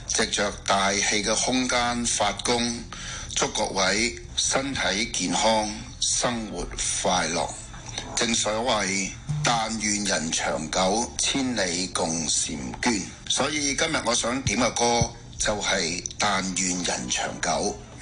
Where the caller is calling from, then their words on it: Ohio, United States; 最后我想介绍一下我自己，我是来自俄亥俄州的